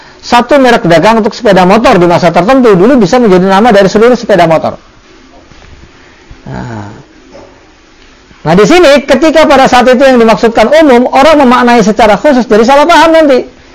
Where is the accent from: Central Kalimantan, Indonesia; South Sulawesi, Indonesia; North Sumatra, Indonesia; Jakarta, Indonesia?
Jakarta, Indonesia; born there; saya yang tinggal dilahirkan di Jakarta dulu, di daerah saya dikenal kalau yang namanya tuak itu minuman yang dibuat dari nira